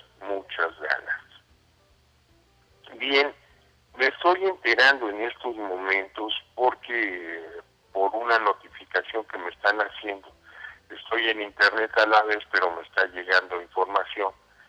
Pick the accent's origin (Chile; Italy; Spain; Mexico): Mexico; vamos a festejar muy, muy, muy a fondo que somos mexicanos, que no somos españoles